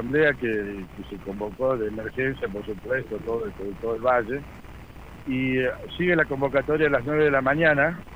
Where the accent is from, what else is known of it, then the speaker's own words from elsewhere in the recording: Bialet Massé, Córdoba, Argentina; de Violet Macé.